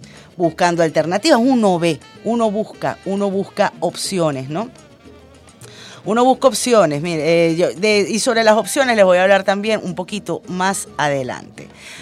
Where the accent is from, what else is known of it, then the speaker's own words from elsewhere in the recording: Venezuela; nosotros como venezolanos y venezolanas